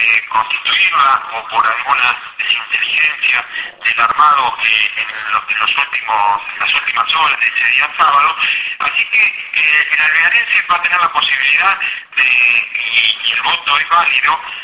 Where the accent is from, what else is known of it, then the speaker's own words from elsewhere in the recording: Buenos Aires Province, Argentina; los recursos que nos corresponden como bonaerense.